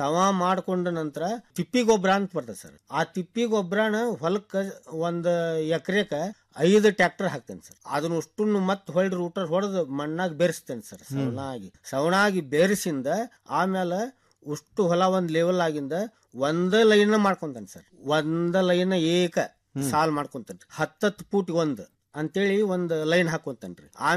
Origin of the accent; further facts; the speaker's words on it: Aralikatti, Karnataka, India; ನಾನು ಹುಬ್ಳಿ ತಾಲೂಕು ಅರಳಿಕಟ್ಟಿಯಿಂದ ಬಂದಿದ್ದೇನೆ.